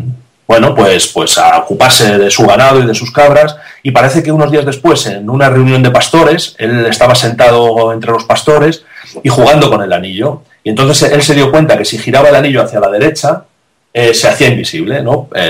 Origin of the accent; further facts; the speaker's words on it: Salamanca, Castile and León, Spain; porque yo también soy de Salamanca, ¿no? Como él.